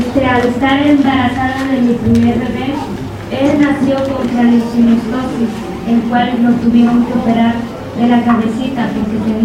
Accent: Carrizalillo, Guerrero, Mexico; vengo de Carrizalillo, Guerrero.

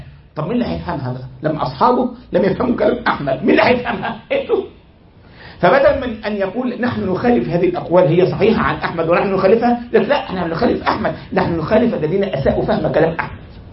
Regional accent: Egypt; أذكر عندنا في مصر، ما الكلام ذو شجون، واحد عندنا في مصر من 20 سنة تقريبا

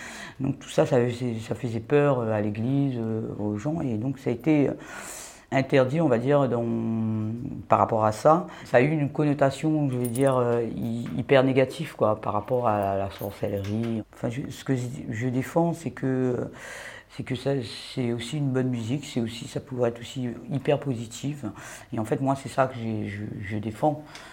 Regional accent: Réunion, France; je viens de l'île de La Réunion.

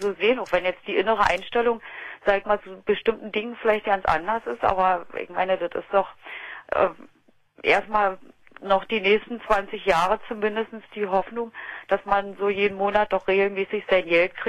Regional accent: Berlin, Germany; now in Heligoland, Germany; Ich 500 Meter vom Fernsehturm gewohnt und dann gleich so weit weggezogen.

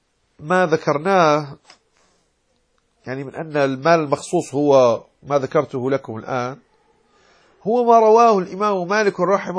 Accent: Morocco; يعني نحن في المغرب نقول في لهجتنا زكاة الزرع يعني زاد ونمى

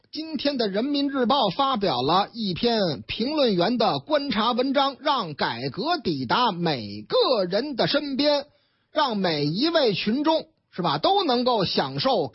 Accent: Shanghai, China; 上海啊，我老家上海啊

